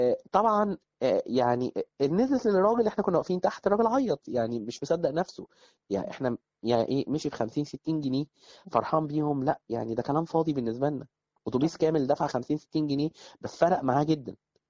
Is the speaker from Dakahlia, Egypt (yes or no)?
no; Faiyum, Faiyum Governorate, Egypt; أنا من الفيوم، ومن الناس اللي دايما بتروج للفيوم، لأن أنا شايف إن هي بلد مظلومة سياحيا، ومن صغري وأنا مهتم بالمجال السياحي، يعني أنا كنت من الطلبة في الأيام الجامعة، أنا طبعا من الفيوم، فكنت في جامعة في القاهرة